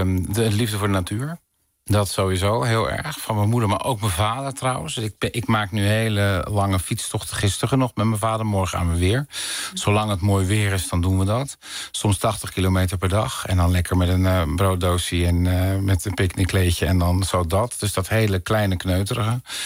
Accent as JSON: {"language": "Dutch", "town": "Dirksland", "region": "South Holland", "country": "Netherlands", "tie": "born there", "said": "En dan ben ik in de Tuinstraat in Dirksland, waar mijn geboortedorp."}